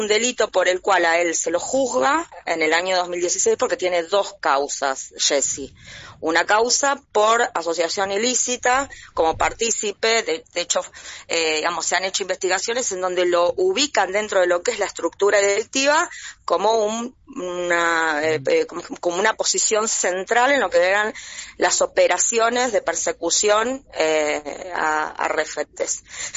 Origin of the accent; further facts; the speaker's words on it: Remedios de Escalada, Buenos Aires Province, Argentina; Yo soy de Remedios de Escalada